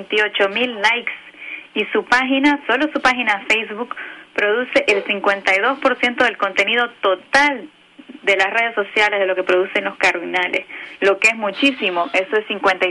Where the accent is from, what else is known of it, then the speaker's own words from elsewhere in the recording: Mexico; now in Toronto, Canada; soy una violinista mexicana radicada en Toronto, Canadá desde hace 6 años.